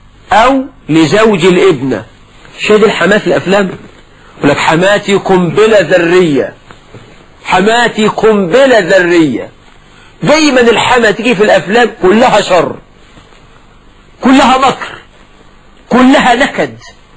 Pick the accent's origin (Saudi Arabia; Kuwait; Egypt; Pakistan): Egypt; ده مثلا عندنا في مصر. ويقول لك ربي يا خيبة للغيبة، ده مثل برضه مصري.